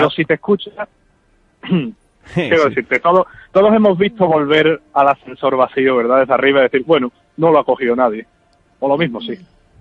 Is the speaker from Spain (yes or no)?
yes; Seville, Andalusia, Spain; Esta palabra a los que somos de aquí de Sevilla nos cuesta un poquito, pero bueno.